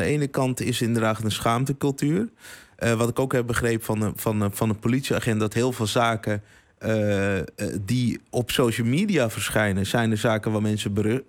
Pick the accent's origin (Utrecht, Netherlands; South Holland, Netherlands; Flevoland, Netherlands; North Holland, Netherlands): North Holland, Netherlands; Amsterdam; We komen allemaal uit Amsterdam Zuidoost.